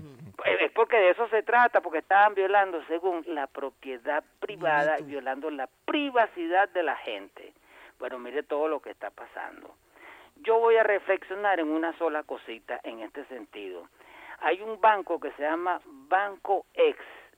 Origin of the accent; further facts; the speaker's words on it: Venezuela; nos acerquemos como venezolanos